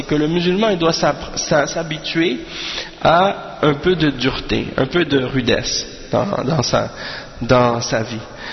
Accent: Canada; born there; moi je suis né ici, je suis né au Canada

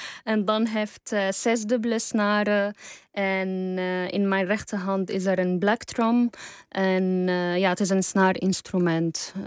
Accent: Damascus, Damascus Governorate, Syria; Dutch is a second language; now in Netherlands; En dat ik weet dat ik misschien nooit in mijn hele leven terug kan gaan naar Syrië, waar ik ben opgegroeid.

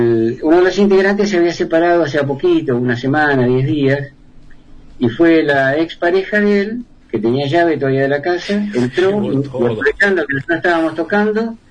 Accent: Argentina; now in Chile; Y hay músicos que me dicen, ¿por qué sos argentino? ¿Y por qué no? ¿Por qué no? ¿Cómo es Argentina? Porque allá hay muchos más lugares.

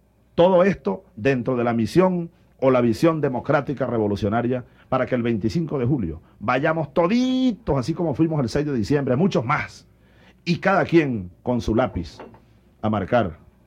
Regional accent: Venezuela; Pero así somos los venezolanos.

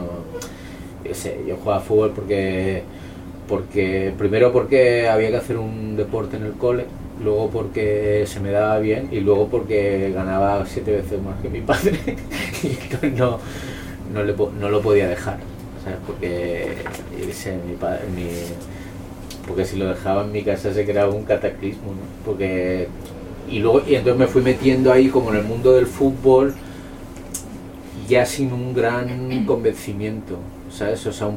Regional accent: Ripollet, Catalonia, Spain; Yo soy de Ripollet, que es un pueblo de la periferia de Barcelona, pueblo migrante, gente de Andalucía, gente de Extremadura, gente manchega y murcianos

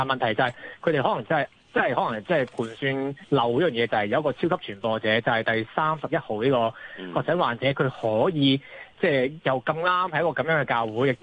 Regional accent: Hong Kong

